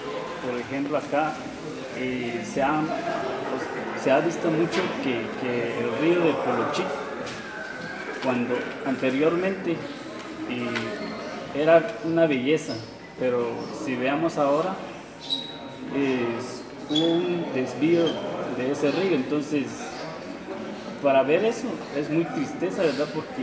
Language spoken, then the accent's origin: Spanish; Izabal, Guatemala; Vengo del departamento de Zabal.